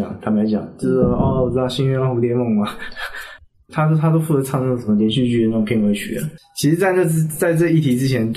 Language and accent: Chinese; Taiwan; 我在这出生在这长大啊。